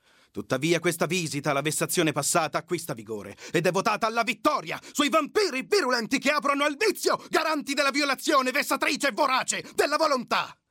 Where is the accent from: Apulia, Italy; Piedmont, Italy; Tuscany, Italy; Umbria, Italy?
Umbria, Italy; Perugia; E vengo da Perugia.